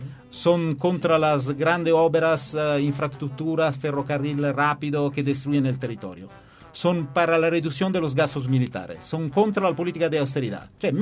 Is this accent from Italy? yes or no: yes; Italy; Spanish is a second language; yo soy un italiano que no se interesa mucho de fútbol.